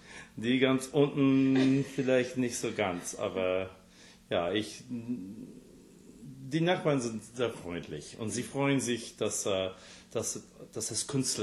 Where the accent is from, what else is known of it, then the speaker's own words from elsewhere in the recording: Scarsdale, New York, United States; German is a second language; also born or lived in White Plains; now in New York City, United States; Ja, ich bin im White Plains geboren und meine Mutter wohnt immer noch in Scarsdale, wo ich aufgewachsen bin.